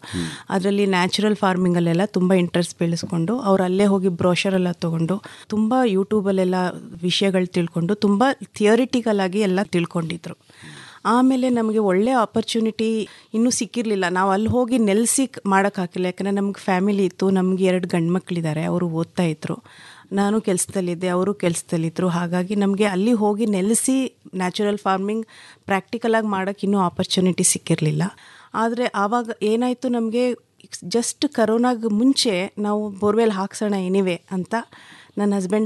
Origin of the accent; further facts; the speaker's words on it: Bengaluru, Karnataka, India; ಕೆಂಪೇನೆಟ್ಟಿ ಹನೂರು ತಾಲೂಕು ಕೊಳ್ಳೇಗಾಲದಿಂದ ಬರ್ತಾ ಇದ್ದೀನಿ. ಅಲ್ಲಿ ನಮ್ಮ ಜಮೀನಿದೆ. ವೃತ್ತ ನಾನು ಬೆಂಗಳೂರಲ್ಲೇ ಹುಟ್ಟಿ ಬೆಳೆದಿದ್ದು.